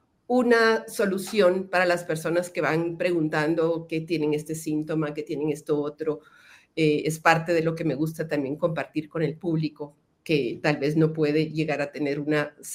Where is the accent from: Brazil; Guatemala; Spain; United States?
Guatemala; ya no es solo Guatemala, yo soy de Guatemala